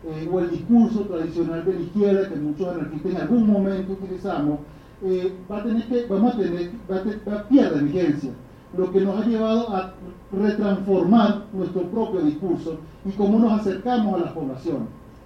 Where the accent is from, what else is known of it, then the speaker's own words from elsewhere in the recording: Venezuela; now in Mexico; el drama que estamos viviendo como venezolanos